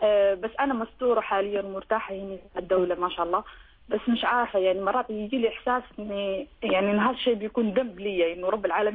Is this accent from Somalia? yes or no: yes; Somalia; now in Sharjah, United Arab Emirates; شيخ أنا صومالية مقيمة في دولة الإمارات في مدينة الشارجة